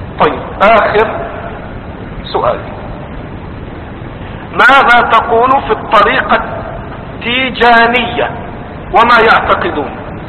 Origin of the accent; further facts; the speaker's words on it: Egypt; أما دول اللي عندنا في مصر قاعدين